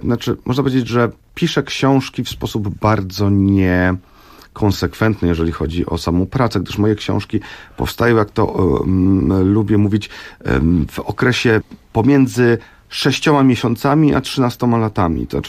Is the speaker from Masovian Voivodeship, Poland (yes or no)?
yes; Warsaw, Masovian Voivodeship, Poland; części Warszawy, czy w owym czasie przedmieść Warszawy, zupełnych peryferii, w których tak się złożyło, że się urodziłem, dorastałem w tej okolicy